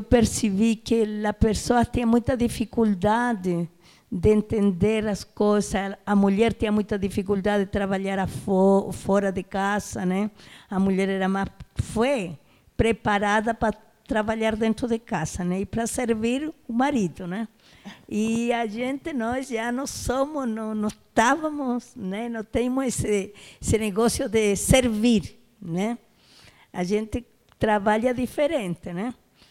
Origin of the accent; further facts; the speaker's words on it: Chile; Portuguese is a second language; now in Brazil; eu sou brasileira, sou chilena, né? Cheguei aqui no ano de 1960, né? E eu vim com outras colegas, né, em busca de coisas melhores que não tínhamos no nosso país, né?